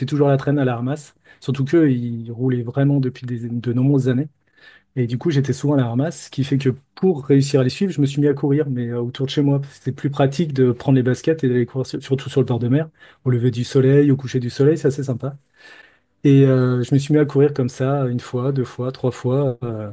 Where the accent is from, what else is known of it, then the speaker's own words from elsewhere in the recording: Lyon, Auvergne-Rhône-Alpes, France; je suis lyonnais de base. J'ai déménagé dans le sud de la France pour des missions d'informatique.